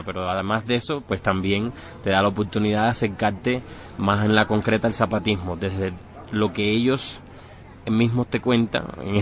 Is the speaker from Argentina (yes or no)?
no; Cuba; soy de Cuba. Bueno, vine exclusivamente acá al seminario a partir de que me invitaron.